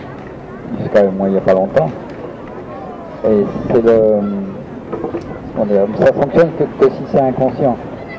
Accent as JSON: {"language": "French", "region": "Grand Est", "country": "France", "moved": "yes", "said": "Je suis pas Corse, je suis Lorrain."}